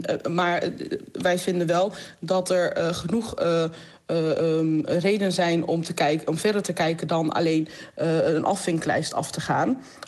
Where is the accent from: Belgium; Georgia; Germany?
Georgia; Dutch is a second language; now in Netherlands; Ik kom oorspronkelijk uit Georgië, 94 naar Nederland toegekomen.